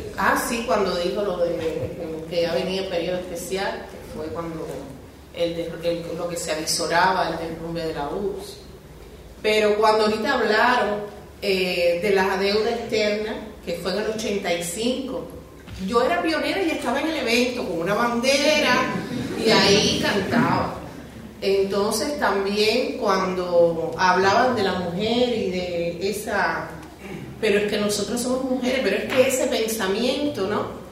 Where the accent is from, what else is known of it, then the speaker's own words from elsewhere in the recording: Cuba; no les puedo decir que como cubana no quisiéramos estar en Cuba celebrando todos los homenajes